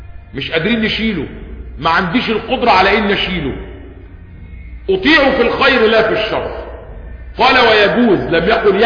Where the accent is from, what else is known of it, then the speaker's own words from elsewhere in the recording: Egypt; لان احنا عندنا في سيناء جيش تاني وفي غرب القناة الجيش التالت